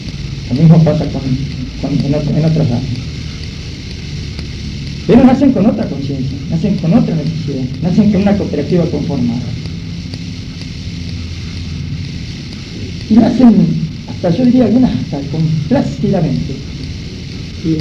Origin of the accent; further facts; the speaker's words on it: La Plata, Buenos Aires Province, Argentina; creo que casi todos somos de La Plata